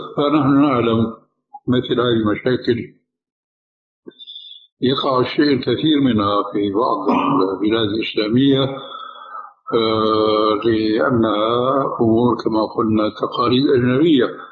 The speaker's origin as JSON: {"language": "Arabic", "country": "Syria", "lives_now": "Jordan", "said": "ولو أمثله هنا في الأردن وفي عندنا في سوريا"}